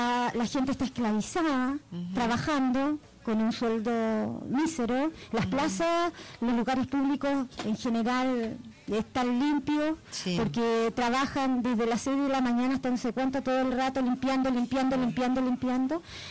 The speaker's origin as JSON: {"language": "Spanish", "country": "Chile", "said": "me da mucha pena en mi país, pero el porcentaje de analfabetismo cultural que hay en Chile es uno de los más altos que hay en Latinoamérica"}